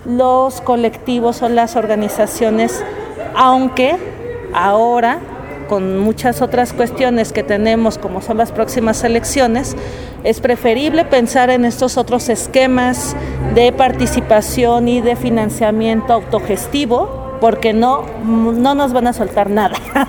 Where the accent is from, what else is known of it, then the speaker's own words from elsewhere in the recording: Mexico City, Mexico; now in Puebla, Mexico; yo soy del DF, pero ya tengo varios años aquí en Puebla